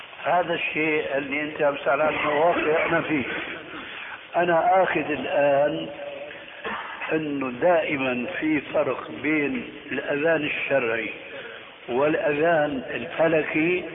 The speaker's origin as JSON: {"language": "Arabic", "town": "Damascus", "region": "Damascus Governorate", "country": "Syria", "said": "رح يمكن هو كما يقولون عندنا في الشام"}